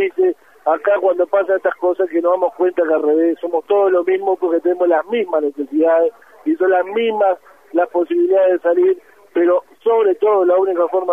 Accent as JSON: {"language": "Spanish", "country": "Uruguay", "said": "Y para nosotros como uruguayos, como parte también de toda esta gran patria de Latinoamérica"}